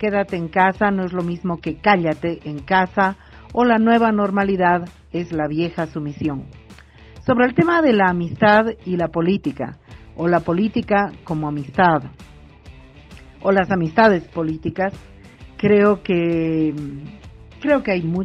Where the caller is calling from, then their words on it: Bolivia; de Mujeres Creando y les mando este audio desde Bolivia.